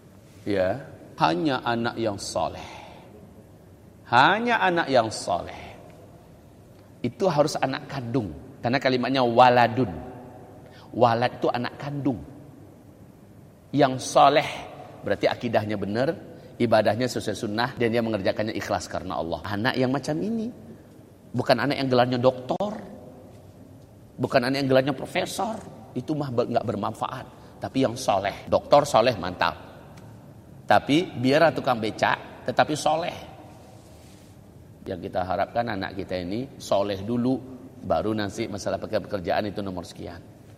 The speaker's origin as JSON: {"language": "Indonesian", "town": "Padang", "region": "West Sumatra", "country": "Indonesia", "said": "Saya orang Padang loh, gak ngerti apa itu."}